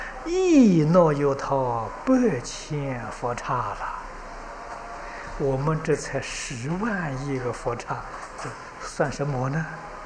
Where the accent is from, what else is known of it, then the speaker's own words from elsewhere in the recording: China; 我们中国人常讲30年是一世